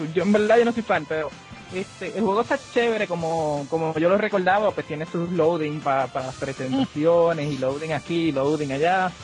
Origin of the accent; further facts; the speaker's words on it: Puerto Rico; somos boricuas